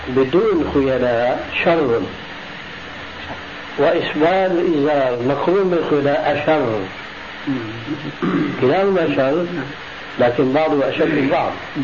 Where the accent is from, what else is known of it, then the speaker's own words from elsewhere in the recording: Syria; فيأتي المثل العام عندنا في سوريا